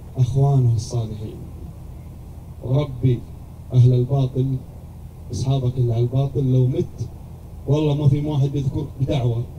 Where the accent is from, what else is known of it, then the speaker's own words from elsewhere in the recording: Jeddah, Makkah Province, Saudi Arabia; سووا له مصلى متنقل عندنا في جدة